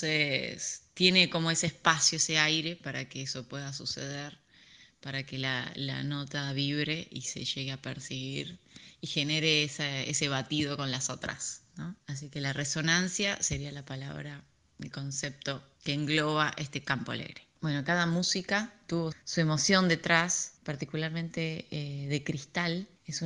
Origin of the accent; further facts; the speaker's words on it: Salta, Argentina; Es un dique que queda cerca de mi ciudad natal, que es Salta, al norte de Argentina. Es un lugar muy, muy bello, con mucha naturaleza, con un embalse de agua, donde ahí jugaba mucho de niña